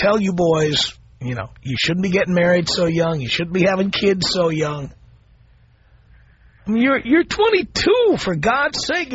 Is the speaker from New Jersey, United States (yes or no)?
no; Washington Heights, New York, United States; born there; And so am I. I was born there.